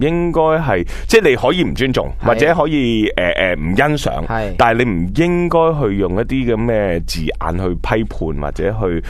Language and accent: Cantonese; Hong Kong; 大家即系作为香港人，呢啲白话